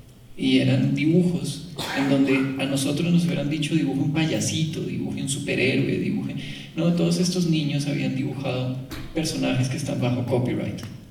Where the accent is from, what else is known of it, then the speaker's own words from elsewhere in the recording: Colombia; Y crecimos como colombianos creyendo que eso era el gran patrimonio nuestro.